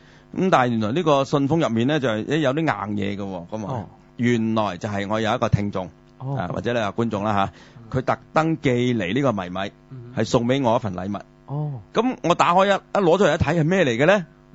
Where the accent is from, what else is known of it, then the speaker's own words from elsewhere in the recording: Guangdong, China; 即系唔同我哋广东人嗰啲拼音嗰啲传统嘅